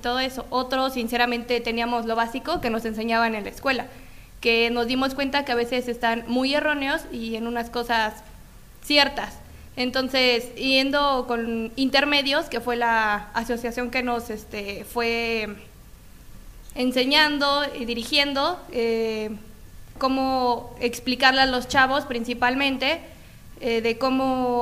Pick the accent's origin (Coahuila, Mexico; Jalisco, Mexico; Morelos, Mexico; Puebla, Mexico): Morelos, Mexico; Cuernavaca; vengo del municipio de Cuernavaca.